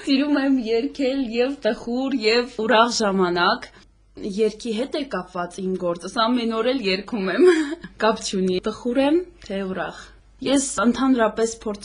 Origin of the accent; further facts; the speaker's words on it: Stepanakert, Karabakh, Azerbaijan; ծնվել եւ մեծացել եմ այստեղ, Ստեփանակերտում